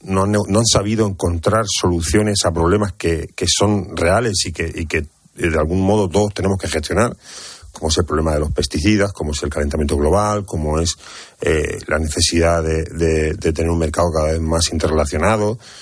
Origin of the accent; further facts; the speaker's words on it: Cartagena, Region of Murcia, Spain; yo que soy de Cartagena, que vivo en el epicentro de la huerta de Europa